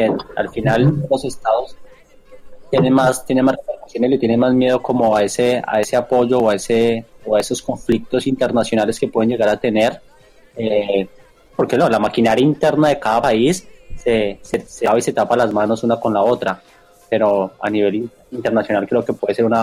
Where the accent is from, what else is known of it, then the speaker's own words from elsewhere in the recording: Colombia; now in Argentina; nosotros como colombianos o acá en Argentina